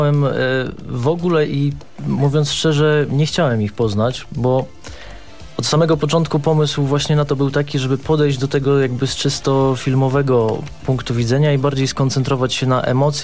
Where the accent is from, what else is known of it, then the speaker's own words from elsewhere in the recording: Gdynia, Pomeranian Voivodeship, Poland; now in Warsaw, Poland; ja pochodzę z Gdyni, ale mieszkam w Warszawie